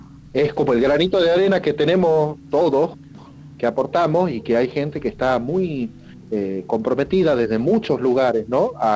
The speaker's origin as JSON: {"language": "Spanish", "region": "Salta", "country": "Argentina", "tie": "born or raised there", "said": "tengo 48 años, soy nacido en Salta, toco dentro de las ramas del metal desde chico"}